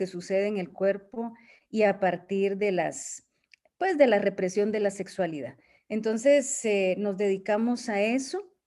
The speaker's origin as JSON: {"language": "Spanish", "country": "Guatemala", "said": "Soy de Guatemala. Soy feminista, terapeuta y antropóloga."}